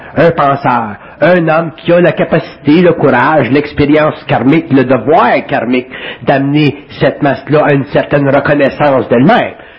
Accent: Quebec, Canada; je viens du Canada québécois, ou du Canada

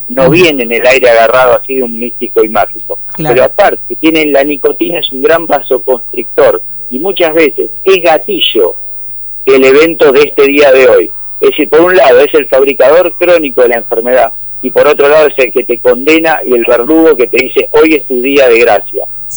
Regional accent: Tandil, Buenos Aires Province, Argentina; Somos muchos cardiólogos de Tandil que estamos acá cerquita.

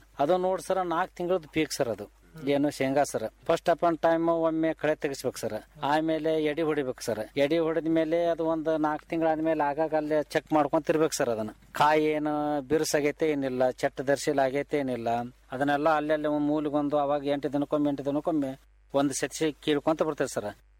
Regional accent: Karnataka, India; ನಮ್ಮೂರು ಸರ್ ಇಲ್ಲಿ ಬದಾಮಿ ಮತ ಕ್ಷೇತ್ರದೊಳಗೆ ಬರ್ತೈತ್ರಿ

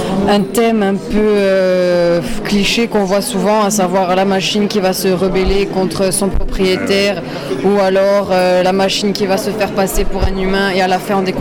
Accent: Corte, Corsica, France; Chez moi, à Corté.

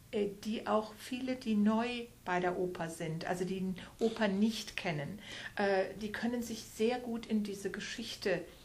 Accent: Bonn, North Rhine-Westphalia, Germany; Ich komme aus Bonn, aus der Geburtsstadt von Beethoven.

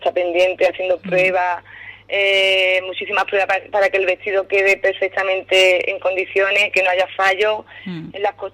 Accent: Ubrique, Andalusia, Spain; now in Arcos de la Frontera, Spain; a todo el mundo le dije que soy de Ubrique, vamos, que vivo en Arcos, pero que soy ubriqueña.

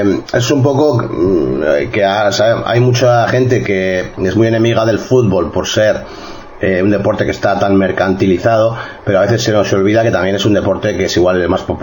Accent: Bilbao, Basque Country, Spain; el Athletic Club, que es el equipo de aquí, desde donde nosotros somos, de Bilbao

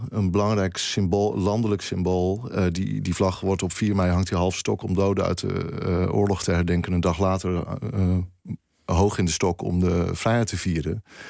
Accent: Groningen, Netherlands; also born or lived in Twente; In de provincie Groningen.

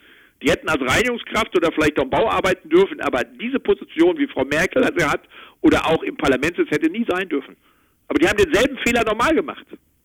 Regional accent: North Rhine-Westphalia, Germany; now in Berlin, Germany; Nee, ich bin aus Westfalen ursprünglich.

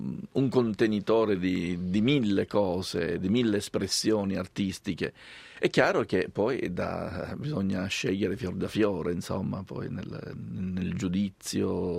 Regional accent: Sicily, Italy; da buon siciliano mi piace la lingua siciliana e compongo molto bene anche in siciliano.

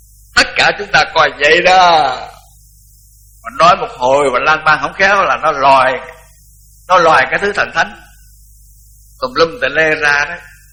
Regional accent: Mỹ Tho, Tiền Giang, Vietnam; Còn tôi thì tôi nói tôi là người Mỹ Tho, cũng là Nam Bộ, mà nếu nói theo cái đời Pháp thì gọi là Nam Kỳ.

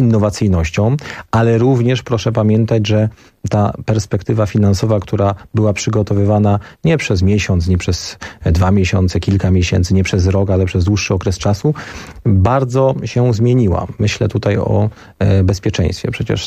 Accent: Bielsko-Biała, Silesian Voivodeship, Poland; Zresztą ja pochodzę z Bielska Białej, to jest miasto na południu Polski.

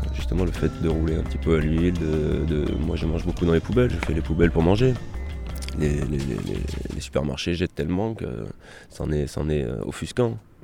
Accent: Auvergne-Rhône-Alpes, France; Alors je suis auvergnat, hein.

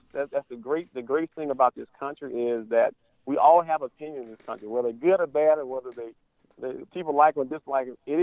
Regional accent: Tennessee, United States; and I've kind of picked up my home state team, Tennessee Titans

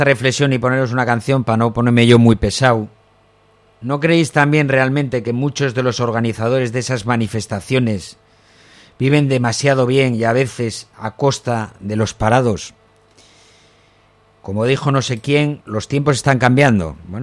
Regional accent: Langreo, Asturias, Spain; se celebró en Langreo, que es de donde yo soy

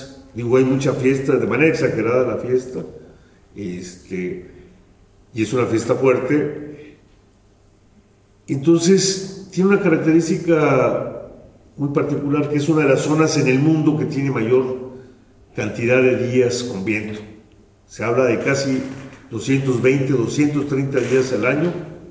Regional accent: Oaxaca, Mexico; yo vengo del Istmo de Tehuantepec, que es una región más al sur. Estamos casi en frontera con Chiapas. De hecho, una parte de Chiapas es esta zona del Istmo de Tehuantepec, que es la parte más estrecha de México.

